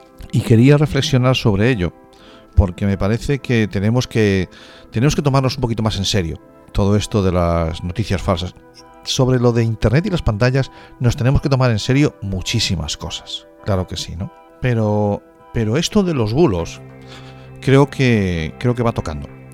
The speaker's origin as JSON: {"language": "Spanish", "region": "Galicia", "country": "Spain", "said": "Y como decimos en mi tierra, a carallo."}